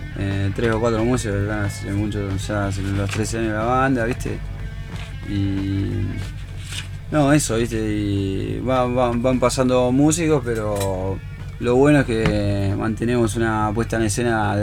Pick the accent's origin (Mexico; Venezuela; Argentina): Argentina; La Plata, Buenos Aires Province; Pero nosotros somos de La Plata